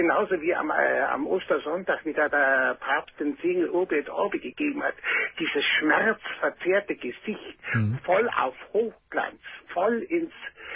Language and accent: German; Bavaria, Germany; ich bin gebürtiger Bayer